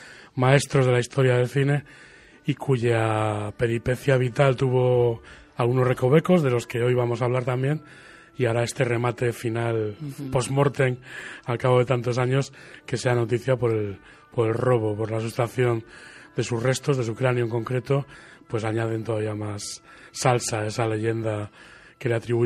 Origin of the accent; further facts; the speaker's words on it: Santander, Cantabria, Spain; se ha centrado en esta, mi ciudad natal. Evidentemente tienes ventajas e inconvenientes, sí, pero vamos, mis movimientos ahora mismo están bastante centrados en lo que ocurre en el acontecer habitual de Santander